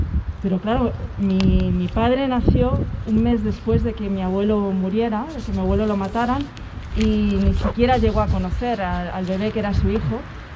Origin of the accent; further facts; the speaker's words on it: Community of Madrid, Spain; este no es mi lugar natal, yo soy madrileña, pero sí las raíces de la mitad de mi familia sí están ancladas aquí en Toledo, ¿no? Pero yo nunca viví aquí.